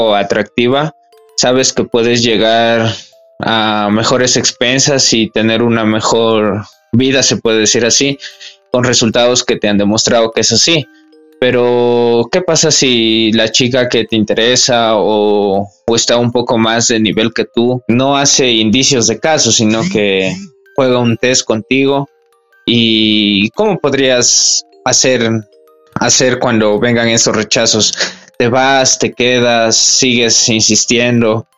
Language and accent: Spanish; Ecuador; Soy de Ecuador.